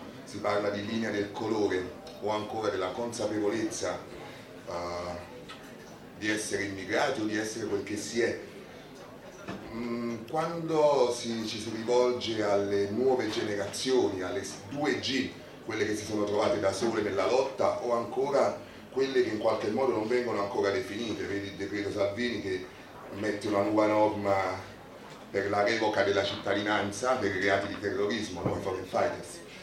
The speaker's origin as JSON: {"language": "Italian", "town": "Naples", "region": "Campania", "country": "Italy", "said": "quando sto con gli italiani, quando sto con i napoletani, sono di Napoli"}